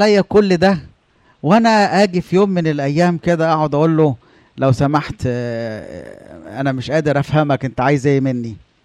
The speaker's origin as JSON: {"language": "Arabic", "region": "Upper Egypt", "country": "Egypt", "said": "عندنا في الصعيد انا لما قلت المثل ده الناس عملوا لي ايه؟ على طول."}